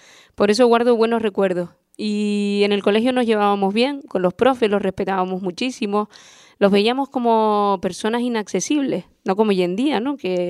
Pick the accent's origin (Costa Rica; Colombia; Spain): Spain; Arrecife, Canary Islands; born there; Yo nací en Arrecife, aquí en Lanzarote, y estudié en el Agustín Espinosa, también en Arrecife, estudié en La Laguna, en Madrid, y llevo pues en la isla dando clase desde hace pues 8, 7 años